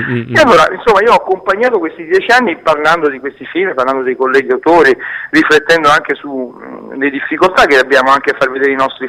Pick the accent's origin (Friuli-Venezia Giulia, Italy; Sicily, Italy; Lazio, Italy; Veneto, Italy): Lazio, Italy; tornando ancora una volta nella mia terra, che è quella Pontina, sebbene io sia di origine napoletana